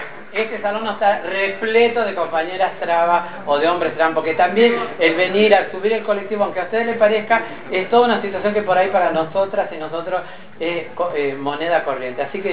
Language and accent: Spanish; Tucumán, Argentina; somos provincianas, somos tucumanas, somos de las provincias